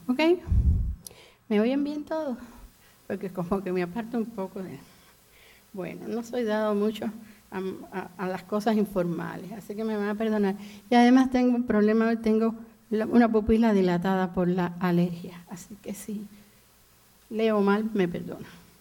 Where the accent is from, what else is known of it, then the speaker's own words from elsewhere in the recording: Cuba; moved away as an adult; Yo soy cubana, posiblemente ya lo hayan identificado por mi voz. Viví en Cuba 40 años, salí de Cuba con 40 años. Dentro de la Revolución Cubana viví aproximadamente 31. Y mi formación primera fue en Cuba.